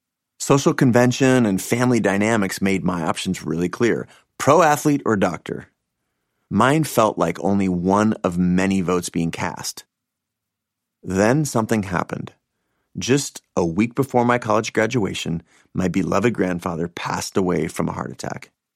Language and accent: English; Seattle, Washington, United States; I grew up in Seattle, an only child.